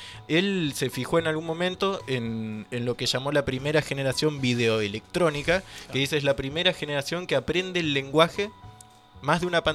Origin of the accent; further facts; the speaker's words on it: Rawson, Chubut, Argentina; Cuando yo estaba lejos de Rawson, que es de donde yo vengo, de Rawson, de Trelew